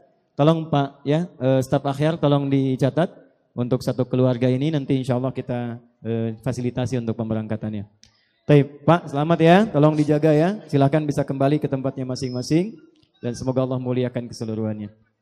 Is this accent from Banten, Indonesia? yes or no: yes; Pandeglang, Banten, Indonesia; born there; saya lahir juga di Pandeglang. Ibu saya dari Menes dan keluarga besar kami juga dari Menes.